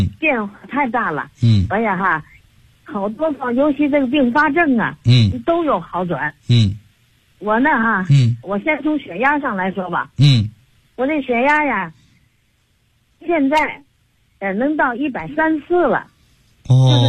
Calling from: Tianjin, China; 我是天津的。

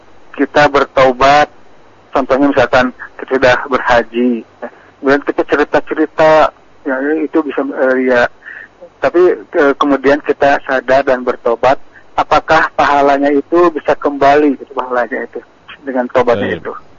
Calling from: Bojongsoang, West Java, Indonesia; dari Bojong Soang, Pak.

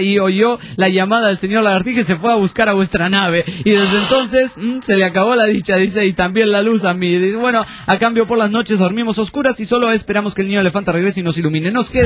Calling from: Badalona, Catalonia, Spain; de Badalona, España.

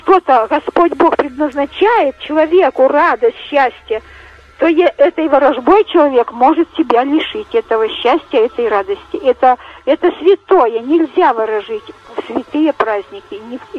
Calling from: Kostroma, Kostroma Oblast, Russia; я из Костромы дозвонилась. Я хочу сказать, что вот я в деревне выросла, верующие у нас была семья. Воспитывались мы в духе религии.

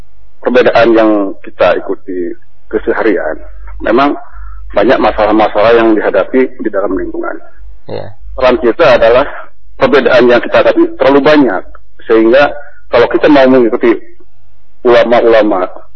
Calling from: Bekasi, West Java, Indonesia; Saya dari Bekasi

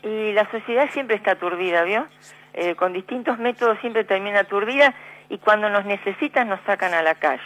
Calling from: Berazategui, Buenos Aires Province, Argentina; de Berazategui.

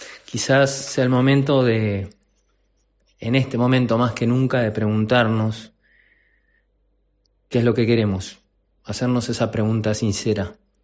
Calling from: Montevideo, Uruguay; de Montevideo, de Uruguay

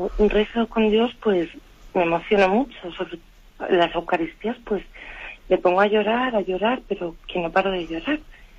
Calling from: Madrid, Community of Madrid, Spain; de Madrid.

